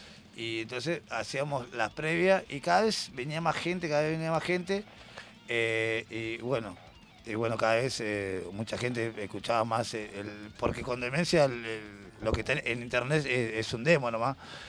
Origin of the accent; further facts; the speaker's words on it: Solano, Buenos Aires Province, Argentina; nosotros somos de Solano